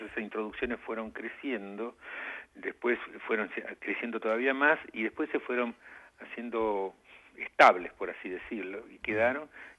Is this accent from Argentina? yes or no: yes; Argentina; Como buen argentino